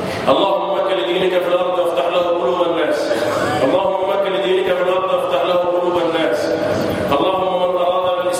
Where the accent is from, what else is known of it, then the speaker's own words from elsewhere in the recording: Egypt; اللهم احفظ بلدنا مصر وسائر بلاد